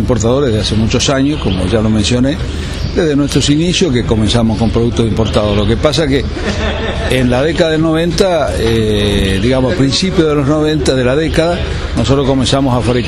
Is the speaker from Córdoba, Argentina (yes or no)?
yes; Marcos Juárez, Córdoba, Argentina; born there; Nosotros estamos en Marco Juárez, nacimos en Marco Juárez, provincia de Córdoba, ruta 9